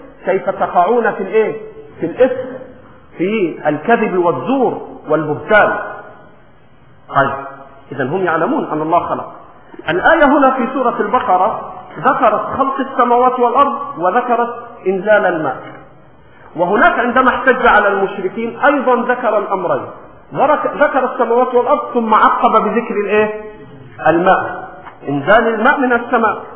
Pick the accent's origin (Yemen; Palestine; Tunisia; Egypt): Egypt; ولكن في لهجتنا المصرية بنقول إيه؟ شلاه شلاه